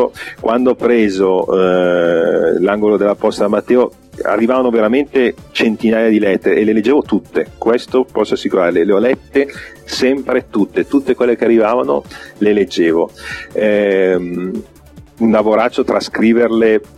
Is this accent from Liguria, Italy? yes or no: no; Settimo Milanese, Lombardy, Italy; abitavo a Settimo Milanese all'epoca, quindi c'è stato anche quello. Sì, io sono nato e vissuto a Settimo Milanese fino a 28 anni.